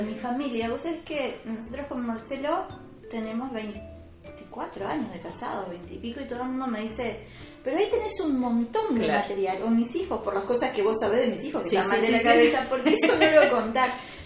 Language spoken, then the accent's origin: Spanish; Uruguay; cercano lo tenemos todos como, correcto, uruguayos.